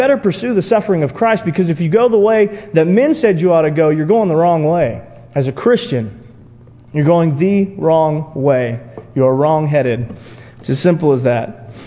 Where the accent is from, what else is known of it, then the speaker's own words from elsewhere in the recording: United States; because that's who I am. I'm an American.